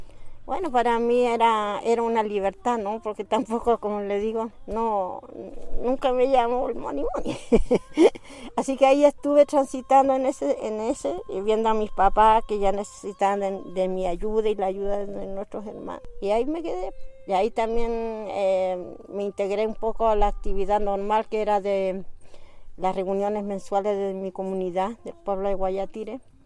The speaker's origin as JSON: {"language": "Spanish", "town": "Chapiquiña", "region": "Arica y Parinacota", "country": "Chile", "tie": "born there", "said": "yo nací en la precordillera, en el sector de Chapiquiña. ¿Y eso qué quiere decir? Que mis padres y nuestros ancestros hacían ese tránsito desde el altiplano hacia la precordillera"}